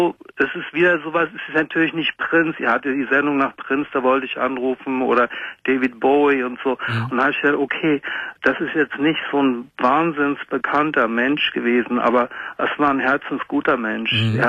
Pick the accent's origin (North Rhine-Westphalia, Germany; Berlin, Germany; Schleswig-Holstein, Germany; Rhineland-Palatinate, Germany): North Rhine-Westphalia, Germany; Münster; Ich bin aus Münster in Westfalen.